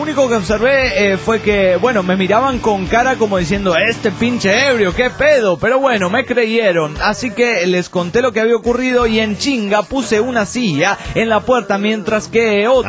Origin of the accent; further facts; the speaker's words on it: Cuernavaca, Morelos, Mexico; Está más o menos a unas 6 horas de Cuernavaca, de donde soy yo.